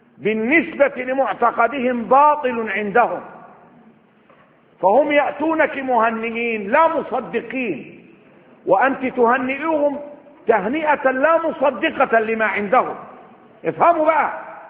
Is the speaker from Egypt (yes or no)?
yes; Upper Egypt, Egypt; وعندنا في الصعيد لما بيقول الواحد بيسيب دي من 40 يوم حزنا.